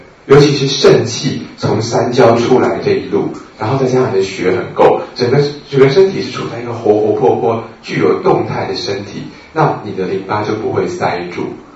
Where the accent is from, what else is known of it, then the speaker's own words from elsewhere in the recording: Taiwan; 尤其是我们台湾人啊，真的是全世界的这个父子最大消费者之一啊